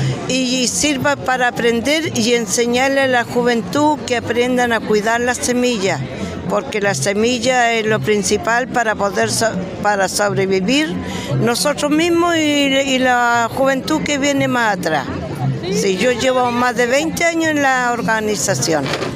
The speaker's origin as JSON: {"language": "Spanish", "town": "Tomé", "region": "Biobío", "country": "Chile", "said": "Ya, yo soy de Tomé, de la octava región."}